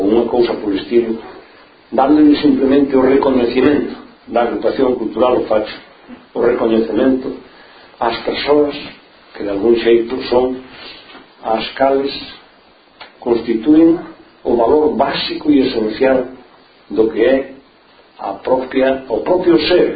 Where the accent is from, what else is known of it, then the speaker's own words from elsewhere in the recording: Galicia, Spain; como galegos forzosamente estamos obrigados a reconhecerlo en todos os sitios